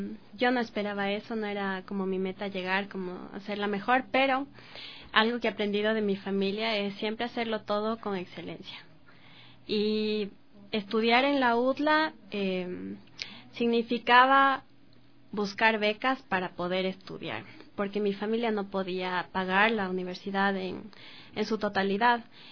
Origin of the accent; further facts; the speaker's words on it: Ecuador; Como ecuatorianos, como parte de estos géneros